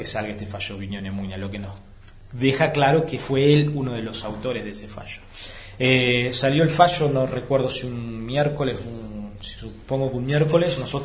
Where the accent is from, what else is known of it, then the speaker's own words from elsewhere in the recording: Entre Ríos, Argentina; nosotros de la provincia de Entre Ríos